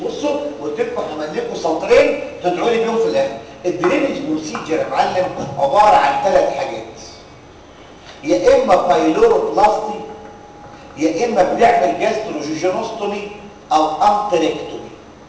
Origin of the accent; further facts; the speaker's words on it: Egypt; اللي بيستخدم عندنا في مصر هي واحده بس،